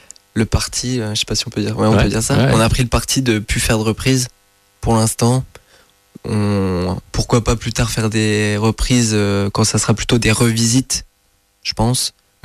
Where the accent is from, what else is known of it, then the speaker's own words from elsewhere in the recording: Commercy, Grand Est, France; On est de Commercy. Ah. Mais moi, je fais mes études à Nancy, mais on est fiers, on est meusiens.